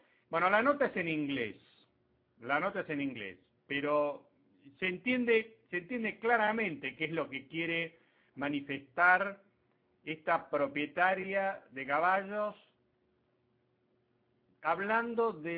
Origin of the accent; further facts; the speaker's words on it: Argentina; No tenemos que, como ciudadanos argentinos, tenemos que empezar a involucrarnos, a opinar y a participar.